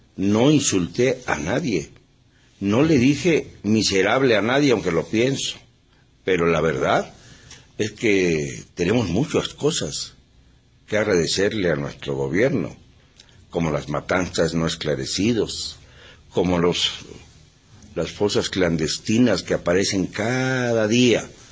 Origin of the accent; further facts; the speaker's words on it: Mexico; le diré cuando menos, como mexicano